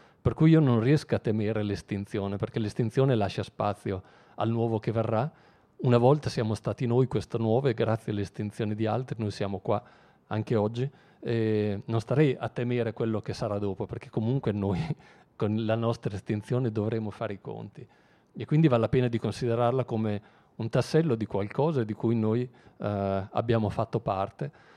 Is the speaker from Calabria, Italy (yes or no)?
no; Emilia-Romagna, Italy; io vengo dall'Emilia, che è sempre stata una delle regioni trainanti da questo punto di vista